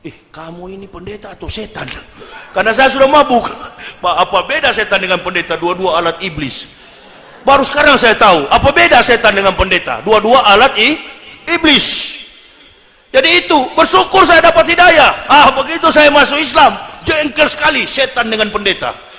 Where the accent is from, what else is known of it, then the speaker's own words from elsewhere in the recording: Manado, North Sulawesi, Indonesia; saya orang Manado